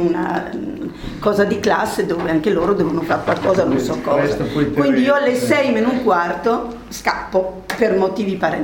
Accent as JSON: {"language": "Italian", "region": "Emilia-Romagna", "country": "Italy", "accent": "Romagnol", "said": "Io sono romagnola, quindi scusate l'accento diverso."}